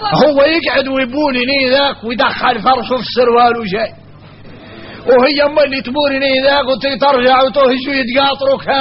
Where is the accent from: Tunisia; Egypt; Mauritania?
Mauritania; هذا كثير فينا احنا موريتاني